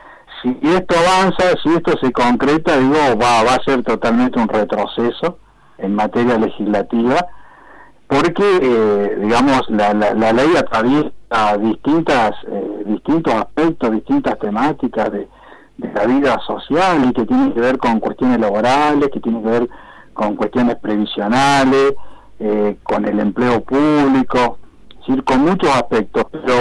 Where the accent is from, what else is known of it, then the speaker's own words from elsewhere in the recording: Argentina; para nosotros como, claro, como Estado y como pueblo argentino